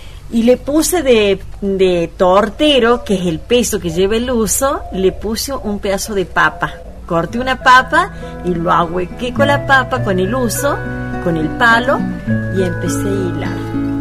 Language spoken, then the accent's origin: Spanish; San Francisco del Chañar, Córdoba, Argentina; soy también de acá abajo el molino, no he sido de acá yo vengo del norte de Córdoba, el departamento Sobremonte, límites con Santiago del Estero, de San Francisco del Chañar, y vengo acá ya casada